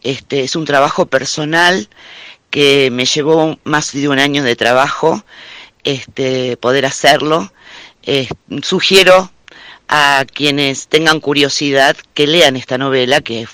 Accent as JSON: {"language": "Spanish", "town": "Rosario", "region": "Santa Fe", "country": "Argentina", "lives_now": "Cosquín, Argentina", "said": "soy rosarina, pero estoy viviendo hace 4 años en Cosquín"}